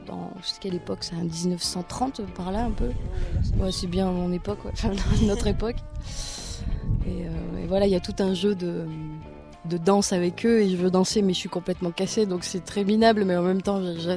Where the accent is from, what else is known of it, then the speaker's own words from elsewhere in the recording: Roubaix, Hauts-de-France, France; je venais de Roubaix. Et en fait, Roubaix, qui est une ville hyper prolo, je suis fille d'ouvrier, enfin voilà, c'est vraiment dans le nord, et puis c'est vraiment les usines. Et en fait, j'ai grandi dans un quartier qui s'appelait les Trois Ponts, à Roubaix.